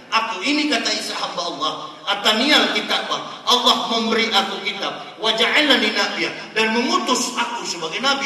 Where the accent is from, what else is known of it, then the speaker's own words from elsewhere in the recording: Manado, North Sulawesi, Indonesia; Saya orang Manado